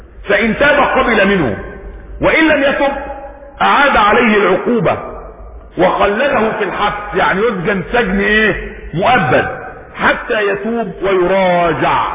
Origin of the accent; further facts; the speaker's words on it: Egypt; وجدنا برضو رجلا عندنا في مصر، اسامة القوص